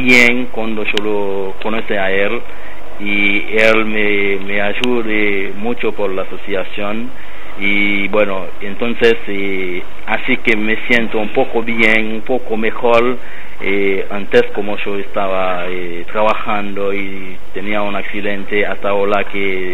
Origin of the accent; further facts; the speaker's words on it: Haiti; Spanish is a second language; es mi país, la verdad, pero puede ir a visitar en mi país, pero no vas a quedar en Haití